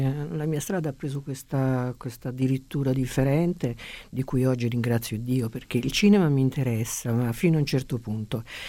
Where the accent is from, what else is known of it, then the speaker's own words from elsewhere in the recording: Bari, Apulia, Italy; born there; Io sono nata a Bari, sì, e la mia mamma invece era milanese, Cattaneo, per cui più milanese